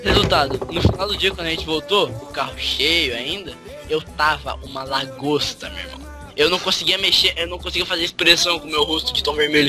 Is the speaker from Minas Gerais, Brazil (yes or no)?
yes; Minas Gerais, Brazil; Eu sou mineiro.